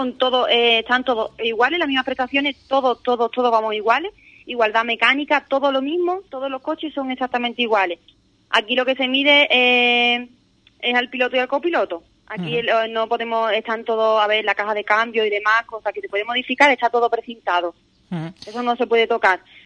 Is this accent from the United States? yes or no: no; Andalusia, Spain; Sí, somos los primeros gaditanos.